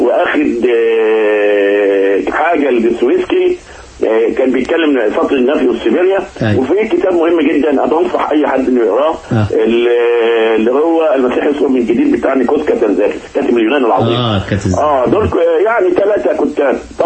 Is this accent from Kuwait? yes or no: no; Egypt; الوطن في عينينا دايما كمصريين